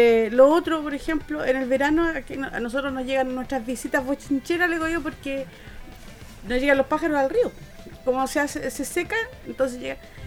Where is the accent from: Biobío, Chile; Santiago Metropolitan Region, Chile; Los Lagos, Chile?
Biobío, Chile; Pedro del Río; yo soy de Pedro del Río, yo peleo